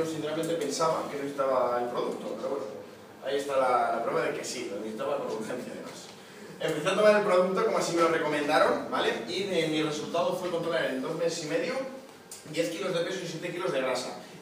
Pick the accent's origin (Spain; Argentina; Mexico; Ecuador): Spain; Barakaldo, Basque Country; tengo 22 años y vengo desde Baracaldo.